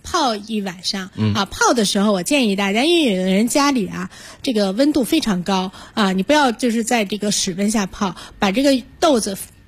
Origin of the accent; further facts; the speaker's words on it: China; 身为中国人我们每一个中国人都应该感恩为什么？因为我们生在这片土地上